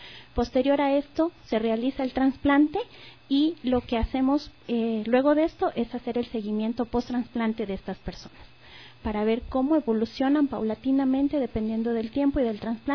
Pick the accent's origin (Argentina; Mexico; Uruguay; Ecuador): Ecuador; nosotros como personas, como ser humanos, como ecuatorianas y ecuatorianos